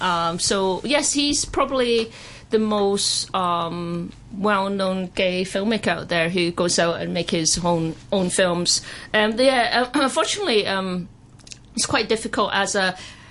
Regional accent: Scotland, United Kingdom; now in Hong Kong; I personally, you know, I grew up in Scotland, so I've been in Hong Kong for 12 years

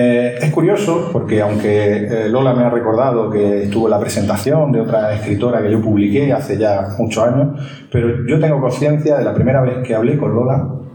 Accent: Andalusia, Spain; y yo somos de la Alpujarra granadina, por cierto.

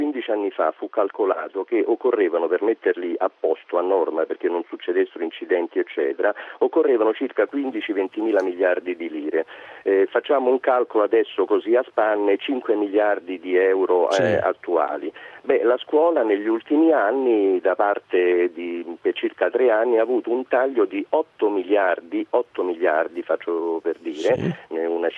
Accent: Milan, Lombardy, Italy; now in Rome, Italy; Io vivo a Roma, pur essendo milanese, e devo aggiungere interista

